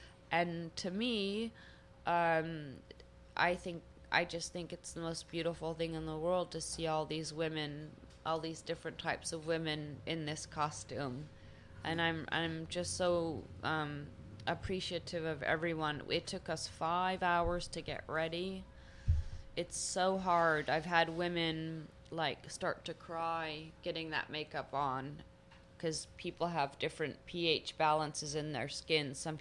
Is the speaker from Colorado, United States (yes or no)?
no; Los Angeles, California, United States; And how I grew up in Los Angeles, California, my life wasn't that beautiful.